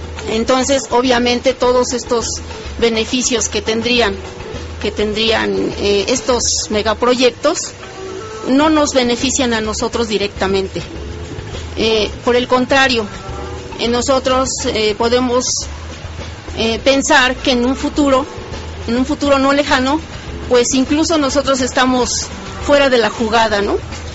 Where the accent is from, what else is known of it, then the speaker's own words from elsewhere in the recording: Azcapotzalco, Mexico City, Mexico; nosotros aquí estamos, somos de Azcapotzalco.